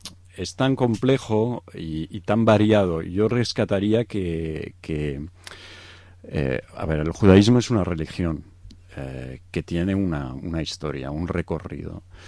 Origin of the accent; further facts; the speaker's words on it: Egypt; mis padres son de Egipto, yo soy originario de Egipto, mi madre de italiana, pero de origen sefardí